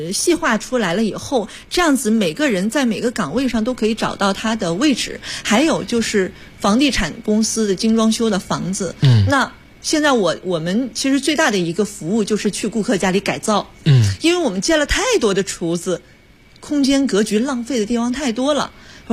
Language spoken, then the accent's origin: Chinese; China; 然后又是我们中国人的传统的一个美德